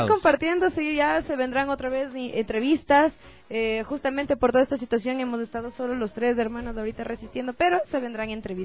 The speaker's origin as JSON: {"language": "Spanish", "region": "Manabí", "country": "Ecuador", "said": "Yo soy manaba ahí."}